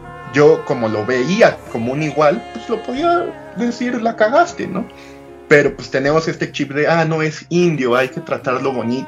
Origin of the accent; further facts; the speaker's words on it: Mexico; nosotros como mexicanos tenemos nuestra raíz española, aunque la renegamos, porque es parte de este colonialismo interno, buscar un enemigo en común, y tenemos la parte indígena.